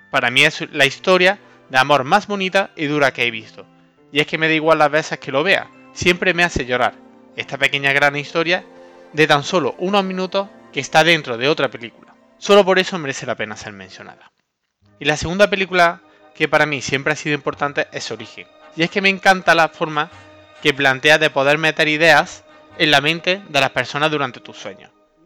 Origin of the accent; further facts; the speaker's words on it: Andalusia, Spain; como buen andaluz, alguna que otra siesta me he echado.